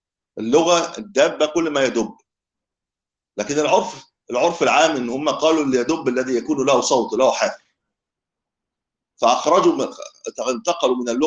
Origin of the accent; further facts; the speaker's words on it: Egypt; هذا بتسموه ايه عندنا في مصر، هذا الهاتف لا محمول صحيح